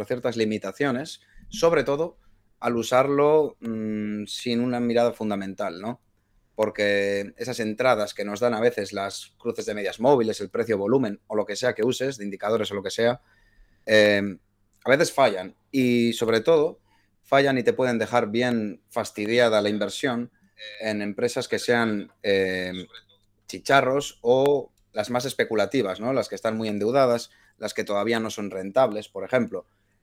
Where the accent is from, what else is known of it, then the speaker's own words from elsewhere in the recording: Bilbao, Basque Country, Spain; de Bilbao